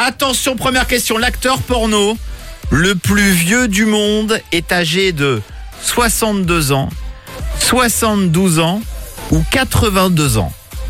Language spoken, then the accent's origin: French; Normandy, France; chez moi en Normandie?